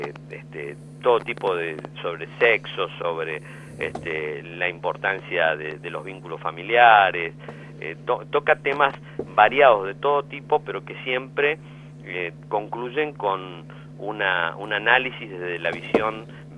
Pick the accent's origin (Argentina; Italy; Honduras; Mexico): Argentina; nosotros como argentinos a veces tenemos una actitud un tanto discriminatoria, me parece.